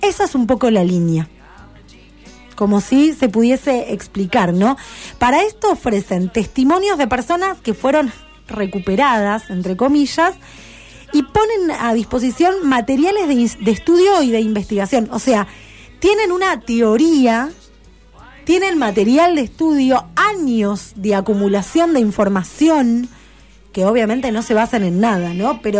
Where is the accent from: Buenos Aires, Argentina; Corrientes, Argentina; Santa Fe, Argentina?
Buenos Aires, Argentina; Yo, en ese momento, estaba viviendo en Buenos Aires. Mi infancia es en Buenos Aires.